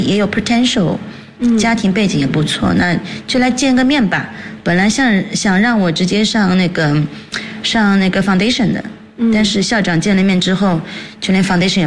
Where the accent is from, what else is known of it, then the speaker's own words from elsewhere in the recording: United Kingdom; 我的母亲呢是日本的，但是我的父亲是上海人。我从小就在这边长大了。